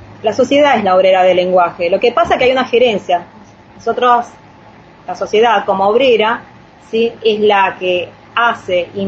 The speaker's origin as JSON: {"language": "Spanish", "town": "Río Hondo", "region": "Santiago del Estero", "country": "Argentina", "said": "yo vengo de Santiago del Estero, del tema de Río Hondo, donde hay una comunidad siria, árabe, muy grande, donde tenemos orígenes con los pueblos originarios."}